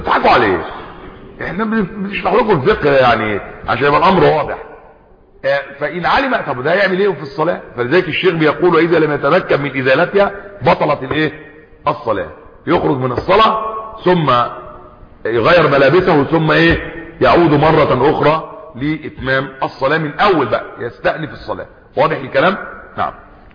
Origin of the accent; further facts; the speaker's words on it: Egypt; زي كان عندنا في مصر قديما